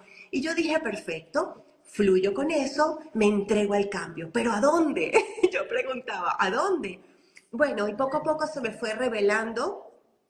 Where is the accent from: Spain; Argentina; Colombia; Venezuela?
Venezuela; moved away as an adult; also born or lived in United States; como no era primera vez que salía de mi país, porque yo nací en Venezuela y después salí a los 20 y pico de años, salí a Estados Unidos.